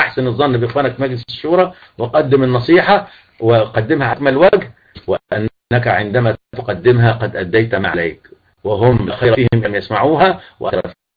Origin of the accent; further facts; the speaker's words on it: El Mahalla El Kubra, Gharbia, Egypt; born there; also born or lived in Zagazig / Beni Suef / Yemen; انا مسلم مصري اتولدت في المحلة واحب كل اهل مصر وكل وعشت في الزقازيق وعشت في بني سويف وعشت في اليمن